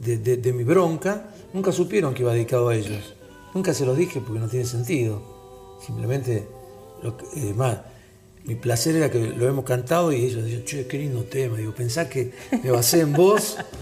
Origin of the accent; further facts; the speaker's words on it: Sicily, Italy; soy del sur de Sicilia.